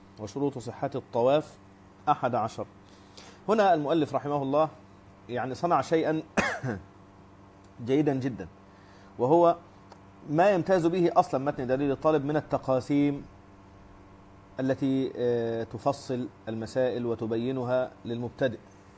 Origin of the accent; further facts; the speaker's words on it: Egypt; طبعا المصريين بيسموه موز بلبن، وانا مصري فالمفروض اقول موز بلبن